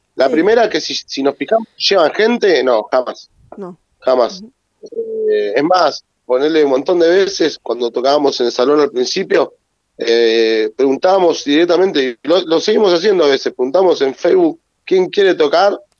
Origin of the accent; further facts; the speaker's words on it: La Matanza, Buenos Aires Province, Argentina; Acá, por ejemplo, yo soy de La Matanza.